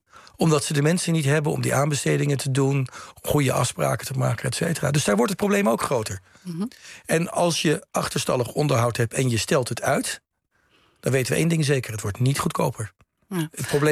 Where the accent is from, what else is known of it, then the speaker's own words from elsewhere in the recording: Rotterdam, South Holland, Netherlands; Ik kom uit Rotterdam.